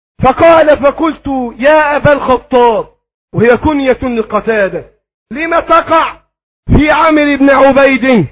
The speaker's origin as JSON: {"language": "Arabic", "country": "Egypt", "said": "اللهم احفظ بلدنا مصر وسائر بلاد"}